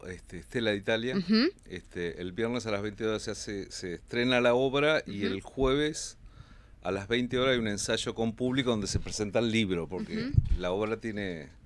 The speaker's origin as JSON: {"language": "Spanish", "country": "Uruguay", "moved": "yes", "lives_now": "Buenos Aires, Argentina", "said": "me fui en el año 74. Ajá. Uh-huh. En el golpe, un tiempo después del golpe de Estado, uh-huh, y volví en el año 89, estuve un año, uh-huh, y me volví para Buenos Aires."}